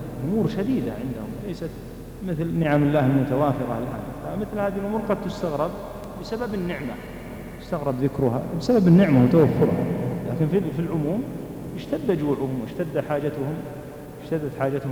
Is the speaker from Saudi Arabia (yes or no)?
yes; Saudi Arabia; موجود ولا يزال موجودا لكنه قليل استخدامه بالذات عندنا في المملكة